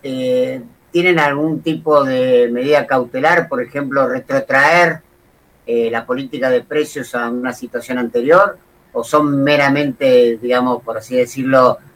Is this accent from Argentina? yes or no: yes; Argentina; Para eso somos argentinos y masoquistas.